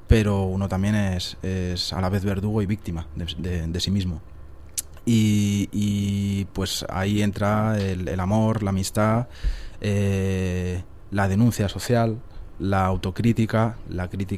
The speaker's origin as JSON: {"language": "Spanish", "country": "Spain", "said": "¿Por qué siendo españoles habláis o cantáis en inglés, ¿no?"}